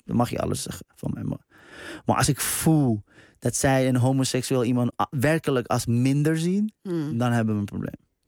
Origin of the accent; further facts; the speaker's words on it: Iran; nog nooit ben ik opgestaan met het gedachte, god, wat ben ik toch een Iraanse man.